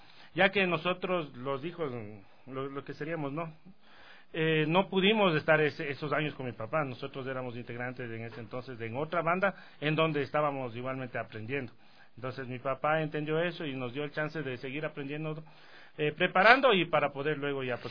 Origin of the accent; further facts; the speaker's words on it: Quito, Pichincha, Ecuador; Todos somos de la Roldós.